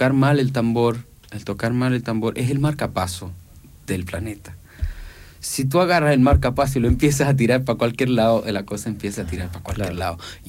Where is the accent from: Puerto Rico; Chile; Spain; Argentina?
Chile; born there; por algo yo nací en Chile